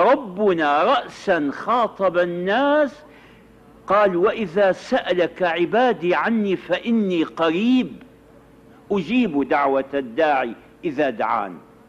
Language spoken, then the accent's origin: Arabic; Syria; التراويح هذه كانت عندنا في الشام في أول أمر